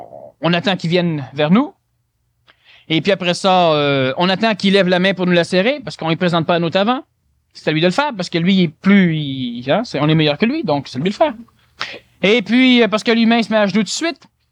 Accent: Canada

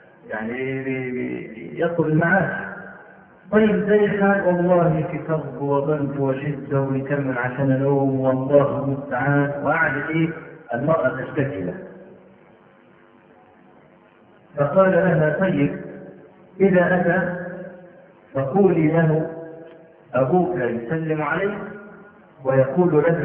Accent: Egypt; نعرف رجلا من أعيان الجيزة عندنا في مصر

